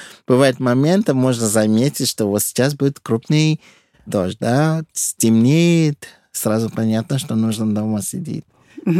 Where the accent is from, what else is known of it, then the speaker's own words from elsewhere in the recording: Lagos, Nigeria; Russian is a second language; Я родился в Лагосе.